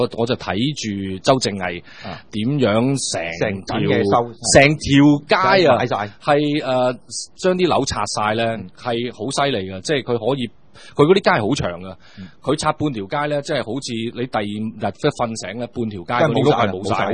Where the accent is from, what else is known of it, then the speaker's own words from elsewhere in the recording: Shenzhen, Guangdong, China; 因為我哋深圳講，我哋廣東人所謂南蠻啊嘛